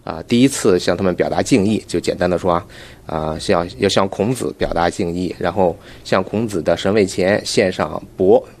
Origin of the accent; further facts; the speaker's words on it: Beijing, China; 我就住在附近。然后，因为我父亲的工作关系嘛，所以我小时候就是在孔庙里跑着玩长大的